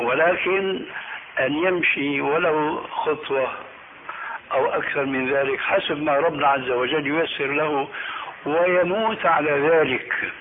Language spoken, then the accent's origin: Arabic; Damascus, Damascus Governorate, Syria; عندنا في دمشق